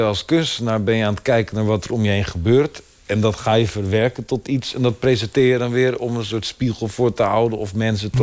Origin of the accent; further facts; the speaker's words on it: Amstelveen, North Holland, Netherlands; Dat ik groeide dus op in Amstelveen.